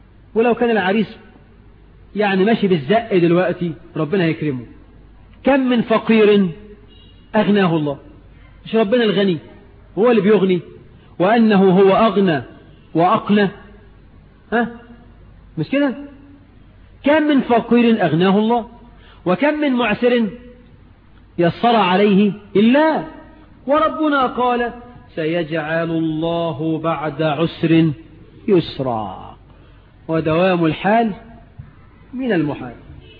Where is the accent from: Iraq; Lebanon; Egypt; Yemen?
Egypt; لحد بقى عندنا في مصر 9 مليون عانس عدوا 30 سنة من غير جواز